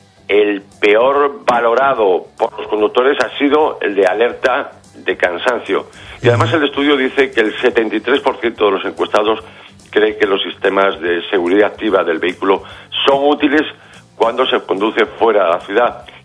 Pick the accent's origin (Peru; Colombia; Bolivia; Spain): Spain; los conductores españoles somos los undécimos europeos menos propensos a contar con un coche nuevo